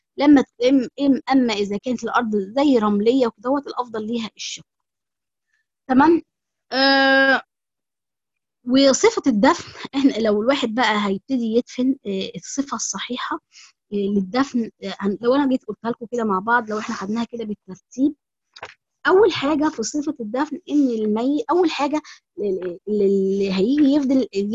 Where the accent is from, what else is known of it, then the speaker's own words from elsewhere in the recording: Egypt; يعني الطريقتين دول مش هما الطرق اللي احنا مثلا في مصر، يعني بما ان انا مصرية